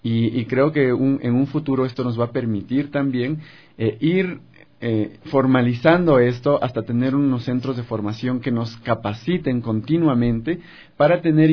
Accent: Ambato, Tungurahua, Ecuador; En Ambato. Yo soy de Ambato

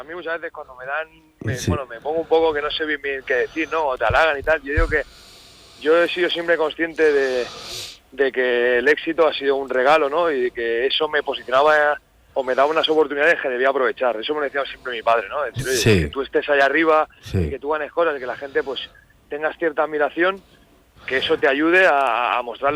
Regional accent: Barcelona, Catalonia, Spain; Yo soy de Barcelona, ¿sí?

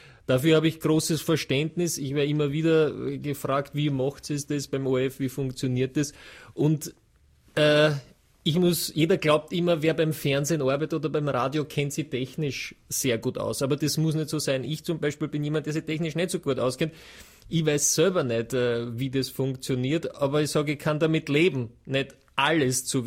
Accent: Vienna, Austria; jetzt sage ich, bin ein Wiener, ja.

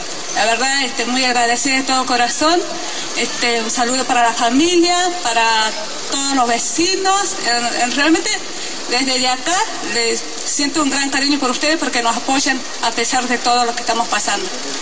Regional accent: Escobar, Jujuy, Argentina; Yo vengo del departamento de Yavi, de diferentes comunidades. Yo realmente soy de la comunidad de Escobar, que estamos limitando junto con la provincia de Salta.

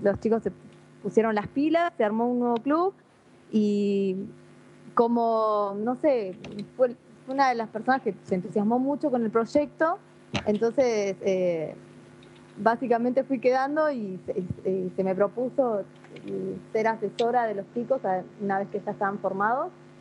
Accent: Rawson, Chubut, Argentina; soy de Rawson, en realidad, oriunda de Rawson. Estuve en el Interac Rawson, ahí me inicié en esto, a los 13, 14 años, sí, por ahí, hasta los 18 años.

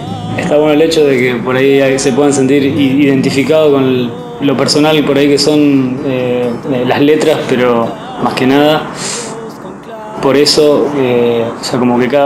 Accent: Junín, Buenos Aires Province, Argentina; now in La Plata, Argentina; Soy de Junín, pero vivo en La Plata desde hace 10 años, más o menos.

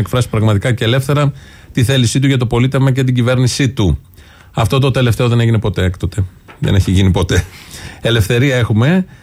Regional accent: Ilioupoli, Attica, Greece; Και εγώ που γεννήθηκα και μένω στην Ηλιούπολη τα τελευταία 32 χρόνια.

